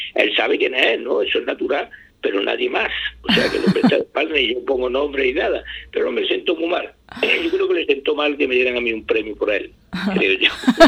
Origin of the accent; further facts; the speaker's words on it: Andalusia, Spain; Yo me considero un andaluz de los clásicos andaluz, sabe usted cómo somos, tenemos fama, sí.